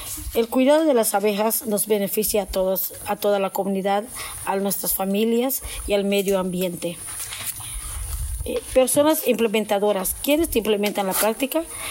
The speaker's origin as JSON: {"language": "Spanish", "town": "Tepich", "region": "Quintana Roo", "country": "Mexico", "said": "Vengo de la comunidad de Tepic, Quintana Roo, frontera con Yucatán."}